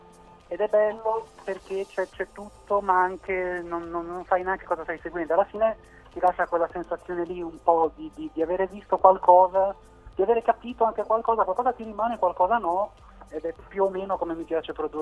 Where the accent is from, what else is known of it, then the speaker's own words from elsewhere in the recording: Genoa, Liguria, Italy; now in Milan, Italy; io ora lavoro a Milano, vivo a Milano, però tutto il progetto è nato a Genova, di dove sono io.